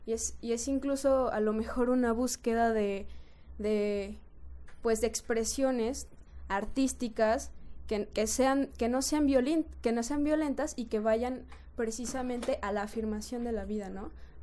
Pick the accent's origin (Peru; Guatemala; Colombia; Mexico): Mexico; yo lo vivo como mexicana, como ciudadana y como mujer sobre todo.